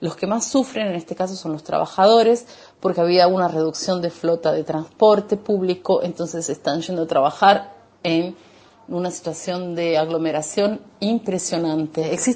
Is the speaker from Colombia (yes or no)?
no; Argentina; now in Barueri, Brazil; soy argentina, soy doula. Actualmente como secretaria de una clínica, trabajo en casa. Vivo en Barueri